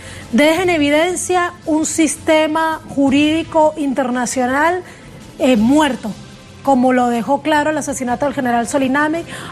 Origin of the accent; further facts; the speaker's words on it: Colombia; also born or lived in Venezuela; tú sabes que soy colombo venezolana.